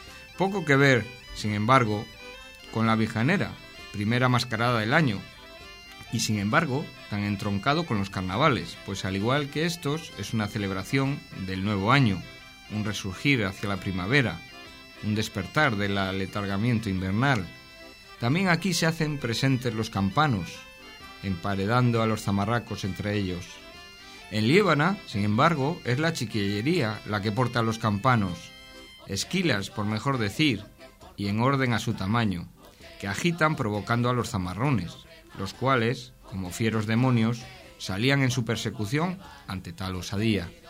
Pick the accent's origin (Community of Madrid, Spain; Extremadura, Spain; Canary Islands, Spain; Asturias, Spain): Asturias, Spain; Luarca; eso lo aprendí en Luarca, donde nací.